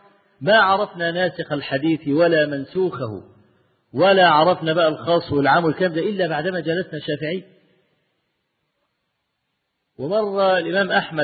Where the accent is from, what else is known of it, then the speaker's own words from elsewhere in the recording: Egypt; أنا مصري المصر وشافعي، فأنا لا ما تمذهبت للشافعي الحقيقة، أنا جل يعني ما أذهب إليه في مذهب الإمام أحمد بن حنبل،